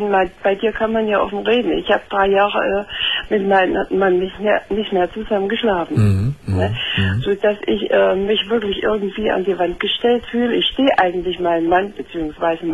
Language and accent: German; Saxony, Germany; accent: Saxon; moved away; Das ist an meinem Akzent. Ja, ich komme aus Sachsen.